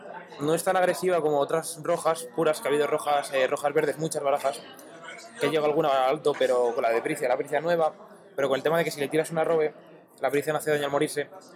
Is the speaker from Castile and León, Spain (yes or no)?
no; Madrid, Community of Madrid, Spain; De Madrid, de aquí.